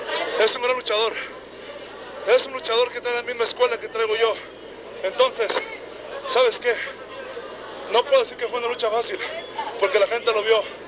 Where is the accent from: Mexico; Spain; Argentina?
Mexico; Jalisco; porque somos de Jalisco